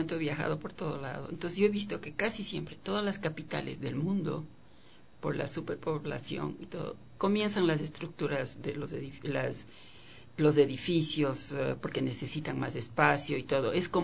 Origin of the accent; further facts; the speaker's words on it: Quito, Pichincha, Ecuador; Nacida en Quito y viví 30 años en La Mariscal, eso es importante decir